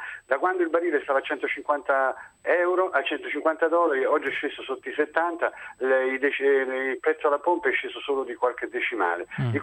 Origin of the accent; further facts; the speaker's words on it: Salerno, Campania, Italy; now in Rome, Italy; io abito a Roma da oltre 40 anni e sono originario di Salerno.